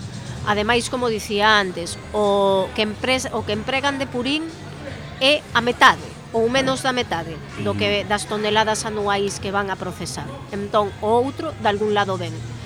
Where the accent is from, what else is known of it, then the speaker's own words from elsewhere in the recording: Xunqueira, Galicia, Spain; born there; Eu vivo cerca, nacín en Xunqueira, quérolle ao sitio